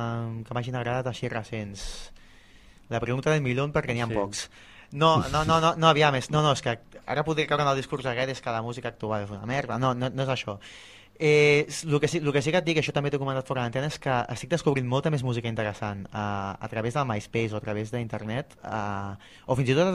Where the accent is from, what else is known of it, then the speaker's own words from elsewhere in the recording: Cardedeu, Catalonia, Spain; tracta sobre el meu poble, que és Cardedeu